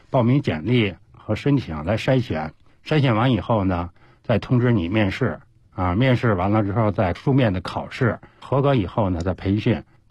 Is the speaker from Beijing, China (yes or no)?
yes; Beijing, China; 在北京的西单四合院生活了40多年，而且西单距离故宫啊不足3里地，